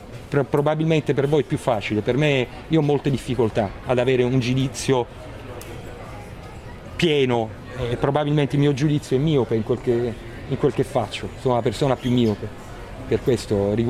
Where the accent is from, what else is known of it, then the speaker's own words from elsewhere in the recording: Caserta, Campania, Italy; sono cresciuto in quel territorio, che sono cresciuto veramente nella bellezza, perché sono cresciuto dietro a Reggia di Caserta, tutta la mia infanzia è stata lì dentro